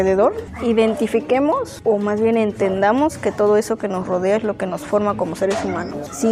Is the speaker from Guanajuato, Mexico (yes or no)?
no; Yehualichan, Puebla, Mexico; soy de Yehualichan